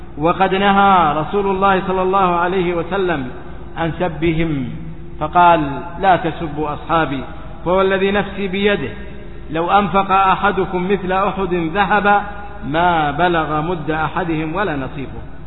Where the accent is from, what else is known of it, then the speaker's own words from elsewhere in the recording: Saudi Arabia; وإن علماء هذه البلاد، بلادنا السعودية حرسها الله